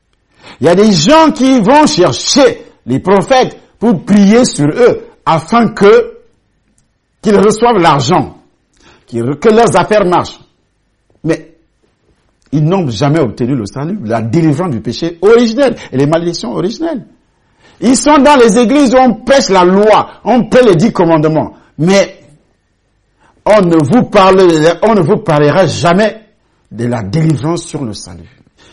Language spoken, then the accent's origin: French; Cameroon; first language Ewondo; French is a second language; moi, je suis Camerounais et ma langue, c'est le Hondo, le Béti.